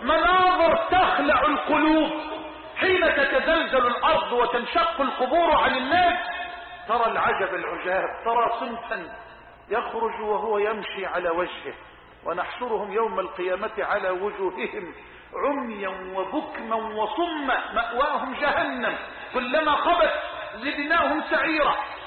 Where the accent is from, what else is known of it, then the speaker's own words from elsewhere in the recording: Egypt; اللهم اجعل بلدنا مصر أمنا أمانا سخاء رخاء